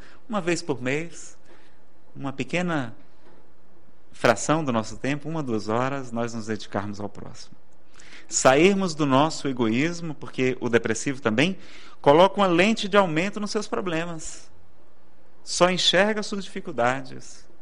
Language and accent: Portuguese; Ceará, Brazil; Nada contra o forró, eu que sou cearense, danço muito bem, por sinal.